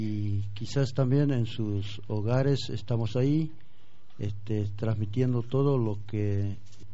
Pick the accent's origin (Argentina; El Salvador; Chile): Argentina; Bartolomé de las Casas, Formosa; de Bartolomé Las Casas, provincia de Formosa, yendo para Ruta 81, departamento Patiño, una comunidad de 5.000 habitantes entre Com y Pilagá.